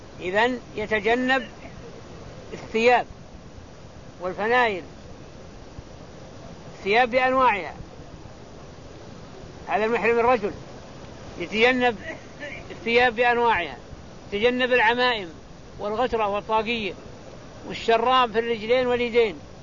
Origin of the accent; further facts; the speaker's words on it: Najd, Saudi Arabia; يسمى الزرابيل عندنا في نجد يسميها زربولة